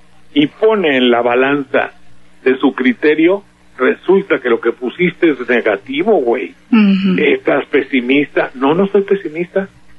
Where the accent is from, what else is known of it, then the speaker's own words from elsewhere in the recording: Veracruz, Mexico; Te digo porque soy veracruzano, vengo de allá.